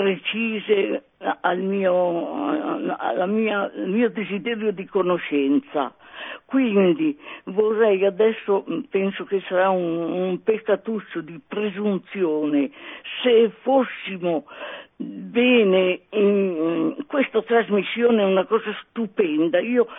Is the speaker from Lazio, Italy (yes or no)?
no; Milan, Lombardy, Italy; sono zelatrice già da quasi 40 anni e quindi sono di Milano.